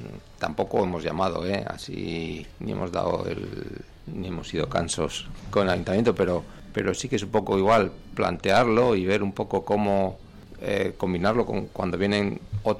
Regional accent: Tudela, Navarre, Spain; Pues José y yo somos de Tudela

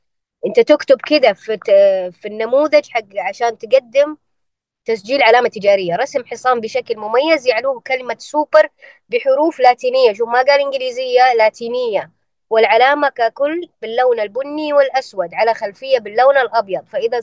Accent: Eastern Province, Saudi Arabia; جدة غير الرياض غير الجنوب غير عندنا في الشرقية

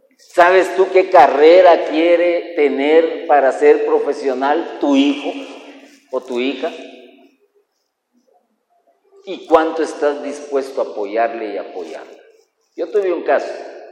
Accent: Guatemala; como somos buenos guatemaltecos

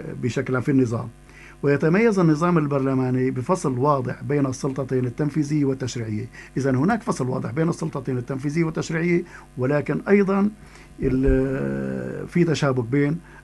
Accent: Syria; نحن عندنا في سوريا

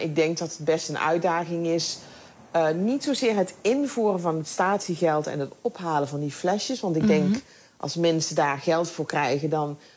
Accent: Netherlands; dan ben ik misschien ouderwets opgevoed in Nederland.

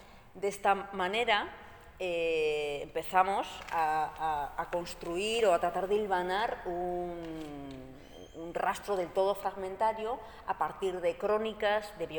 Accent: Basque Country, Spain; yo soy de Euskal Herria

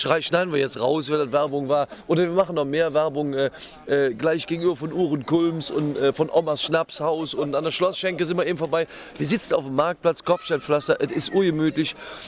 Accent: Leverkusen, North Rhine-Westphalia, Germany; born there; ich bin in Schlebusch geboren und dennoch von den Kölschen akzeptiert und eine imitierte Kölsche und glücklich seit 20 Jahren übrigens.

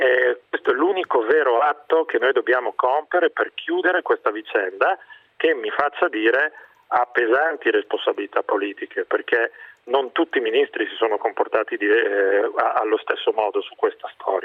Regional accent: Lombardy, Italy; Io ho una parola sola e su questo lo dico da lombardo

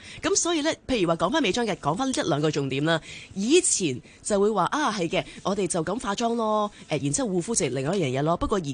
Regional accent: Hong Kong; 我哋香港人

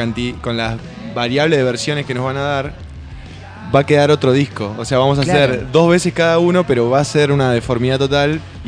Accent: Santa Fe, Argentina; also born or lived in Rosario; O sea, nosotros somos de Santa Fe Capital.

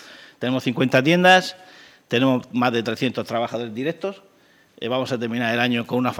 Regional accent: Cox, Valencian Community, Spain; La verdad que nosotros somos gente de aquí, yo soy de Cox

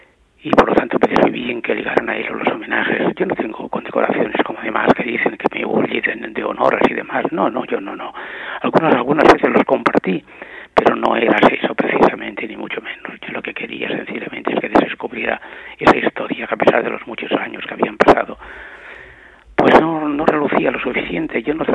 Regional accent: Spain; yo había conocido una situación revolucionaria y generosa en mi país y había cambiado todo totalmente y no podía ya seguir viviendo en esta España

